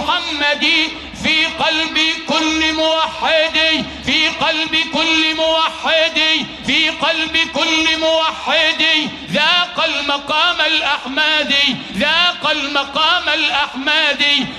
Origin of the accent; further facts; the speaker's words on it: Sharqia Governorate, Egypt; عندنا في الشرقية ولد فخر لمحافظة الشرقية